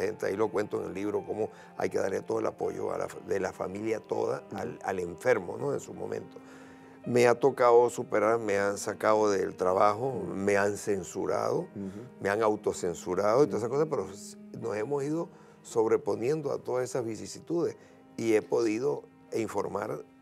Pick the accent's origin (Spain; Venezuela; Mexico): Venezuela; yo sí tengo mucha fe en mi país. Yo no me quiero ir, no me quise ir, viví fuera y volví. Me reinventé para seguir siendo venezolano.